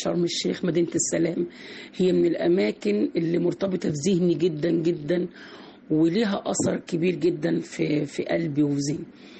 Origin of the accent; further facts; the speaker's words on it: Cairo Governorate, Egypt; also born or lived in Shubra; أنا من مواليد شبرا، بس اتربيت السنوات الأولى من الطفولة عندي في بيت جدتي في حي القلعة